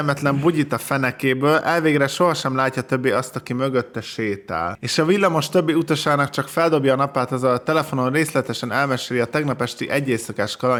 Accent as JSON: {"language": "Hungarian", "town": "Szomor", "region": "Komárom-Esztergom", "country": "Hungary", "said": "A falu, ahonnan én származom, Szomor"}